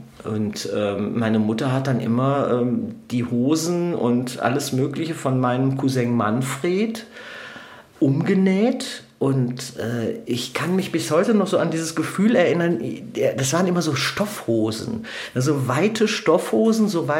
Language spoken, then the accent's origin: German; Duisburg, North Rhine-Westphalia, Germany; Also ich bin als Säugling bin ich ins Ruhrgebiet gekommen und da war es wirklich noch das volle Ruhrgebiet, die volle Dröhnung, also der volle Ruß, der volle Industriehimmel.